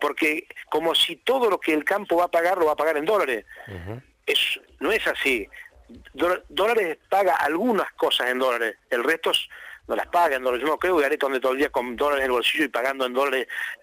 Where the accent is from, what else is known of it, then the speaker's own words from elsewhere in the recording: Argentina; como argentino le digo esto